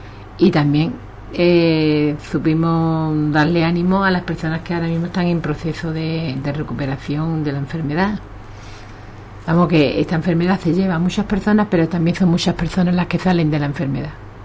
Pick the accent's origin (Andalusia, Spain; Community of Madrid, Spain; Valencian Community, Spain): Andalusia, Spain; Ubrique; nosotros somos de Ubrique y para Ubrique, nada más